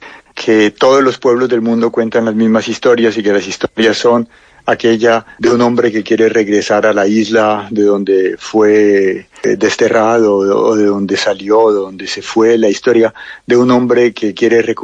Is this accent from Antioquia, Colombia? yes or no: no; Cali, Valle del Cauca, Colombia; moved away as an adult; also born or lived in Bogotá / France; Yo me crié en Cali, en el barrio San Antonio. No rápidamente, a los 28 años fue la primera vez que salí por un tiempo largo. Luego volví y luego viví en Bogotá unos 8 años y después llevo 20 años más o menos viviendo entre Francia y Colombia.